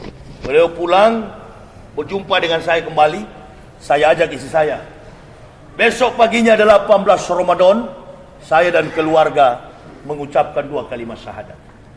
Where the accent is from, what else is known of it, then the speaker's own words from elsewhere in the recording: Manado, North Sulawesi, Indonesia; Apalagi di kampung halaman saya di Manado.